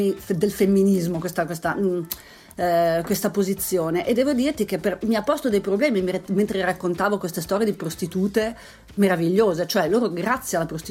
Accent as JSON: {"language": "Italian", "town": "Pordenone", "region": "Friuli-Venezia Giulia", "country": "Italy", "tie": "born or raised there", "said": "Fra l'altro io sono cresciuta a Pordenone"}